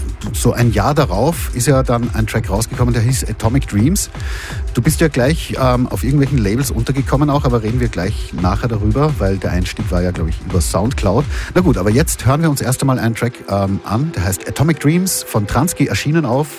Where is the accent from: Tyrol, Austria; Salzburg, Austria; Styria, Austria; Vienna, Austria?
Salzburg, Austria; die Gegend, wo ich in Salzburg eben, wo ich aufgewachsen bin, da hat das dominiert, Hardhouse.